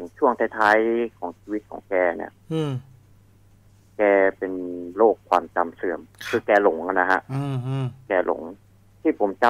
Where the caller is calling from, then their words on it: Bang Pa-in, Phra Nakhon Si Ayutthaya, Thailand; จากอยุธยาครับผม